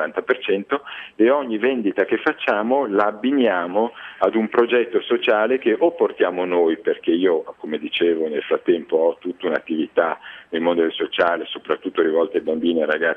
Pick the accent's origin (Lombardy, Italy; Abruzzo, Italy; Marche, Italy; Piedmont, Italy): Lombardy, Italy; Milan; Io sono un milanese che a 23 anni ha iniziato a fare l'imprenditore